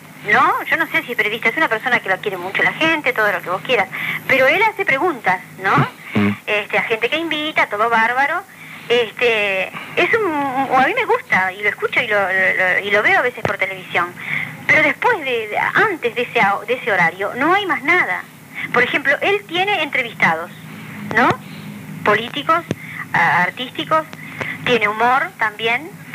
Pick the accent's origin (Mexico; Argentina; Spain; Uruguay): Uruguay; que somos madrugadores los uruguayos